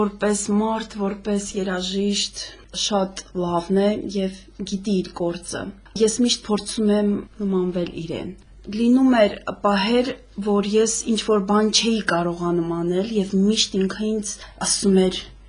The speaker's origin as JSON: {"language": "Armenian", "town": "Stepanakert", "region": "Karabakh", "country": "Azerbaijan", "tie": "born or raised there", "said": "ծնվել եւ մեծացել եմ այստեղ, Ստեփանակերտում"}